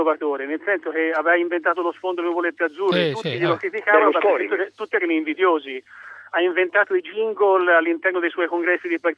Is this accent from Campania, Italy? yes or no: no; Florence, Tuscany, Italy; io sono fiorentino come lui